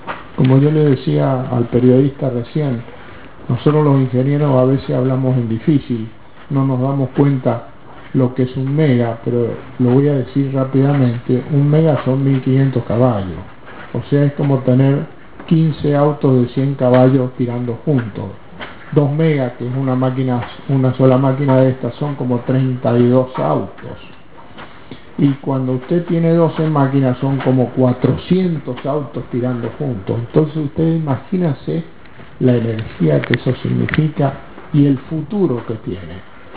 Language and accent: Spanish; Argentina; como somos sudamericanos y somos argentinos, tenemos la obligación de hacer mejores máquinas y mejores productos